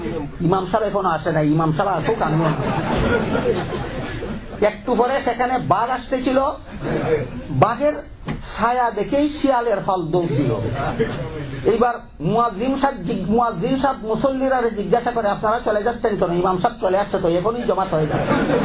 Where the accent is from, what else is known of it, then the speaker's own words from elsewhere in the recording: Bangladesh; আমাদের বাংলাদেশি ভাষায় কয় বাং দেওয়া